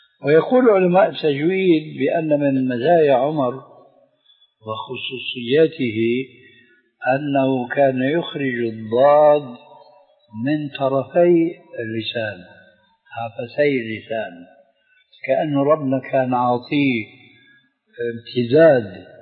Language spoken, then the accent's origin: Arabic; Syria; فمثلا الفاتحة التي تقرأ في كل ركعة من الصلوات الخمس عندنا في سوريا وغيرها يقولون ولا الضالين